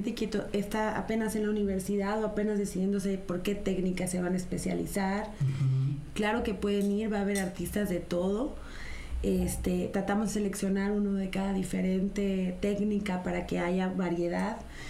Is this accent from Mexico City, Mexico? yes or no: no; Veracruz, Mexico; y sobre todo más si somos veracruzanos.